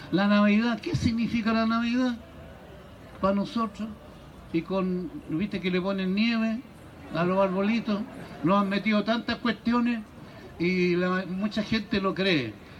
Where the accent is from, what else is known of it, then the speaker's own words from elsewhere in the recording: Chile; yo les digo como chileno